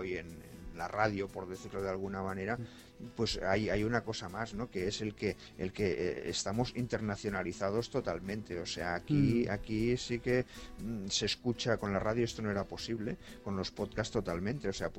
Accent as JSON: {"language": "Spanish", "country": "Spain", "said": "Servinario y yo somos españoles"}